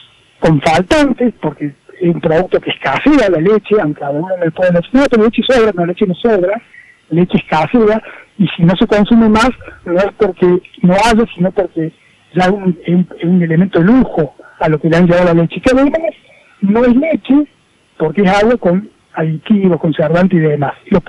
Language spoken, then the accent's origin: Spanish; Córdoba, Argentina; born there; yo soy un ingeniero agrónomo, nací de primera en Córdoba Capital, con mi hermano, no somos hijos de productores